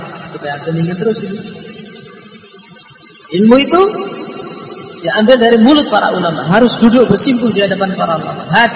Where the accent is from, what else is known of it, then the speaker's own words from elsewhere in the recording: Java, Indonesia; Kita tidak gengsi, kita orang Jawa. Kita orang Indonesia, kita tidak gengsi.